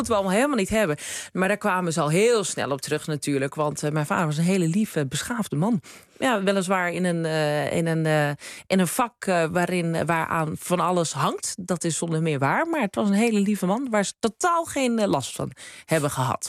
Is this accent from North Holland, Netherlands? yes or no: yes; Krommenie, North Holland, Netherlands; Geboren en getogen in de Zaanstreek, in Krommenie. In gewoon rijtjeshuis. Mijn moeder komt uit Wormer, waar wij dan nu wonen.